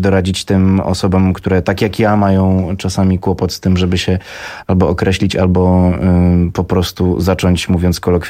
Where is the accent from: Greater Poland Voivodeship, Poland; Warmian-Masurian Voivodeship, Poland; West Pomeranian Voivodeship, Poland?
Warmian-Masurian Voivodeship, Poland; sam pochodzę z Warmii